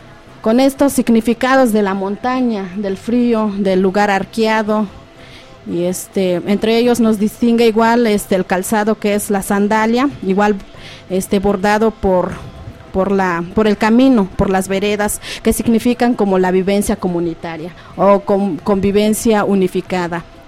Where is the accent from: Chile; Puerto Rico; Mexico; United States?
Mexico; Santa María Tlahuitoltepec, Oaxaca; Nosotros venimos del estado de Oaxaca, en un municipio localizado llamado Santa María Tlahuitoltepec.